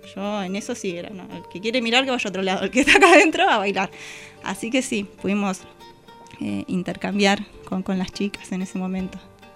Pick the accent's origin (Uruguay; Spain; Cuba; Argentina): Argentina; Berisso, Buenos Aires Province; Y yo, no, soy de Berisso.